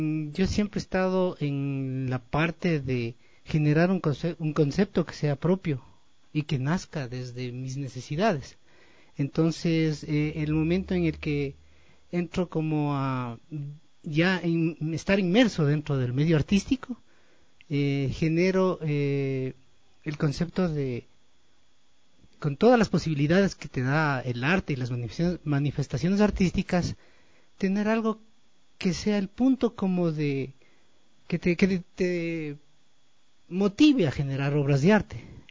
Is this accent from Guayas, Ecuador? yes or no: no; Latacunga, Cotopaxi, Ecuador; now in Quito, Ecuador; yo soy, primero soy de La Tacunga y estoy aquí como ya como 38 años viviendo en Quito.